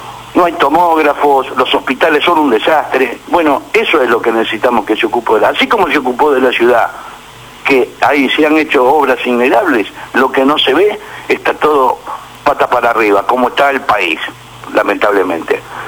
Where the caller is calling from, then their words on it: Buenos Aires, Argentina; Buen día, señor de Renzi … de la Boca.